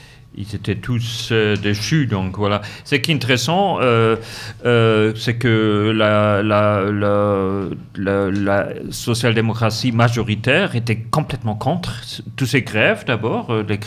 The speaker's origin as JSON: {"language": "French", "town": "Munich", "region": "Bavaria", "country": "Germany", "said": "J'ai dit ça aussi parce que je suis de Munich"}